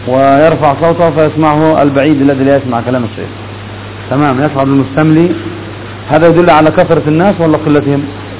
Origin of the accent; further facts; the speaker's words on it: Yemen; أما عندنا في اليمن فنحمد الله عز وجل على هذه النعمة